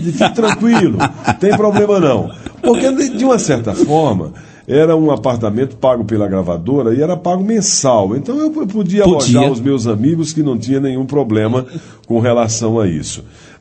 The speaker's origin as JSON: {"language": "Portuguese", "region": "Sergipe", "country": "Brazil", "said": "É como minha terra também, Sergipe, são 500 mil habitantes, de 500 a 600 mil habitantes. Então, lá também é um interiorzão."}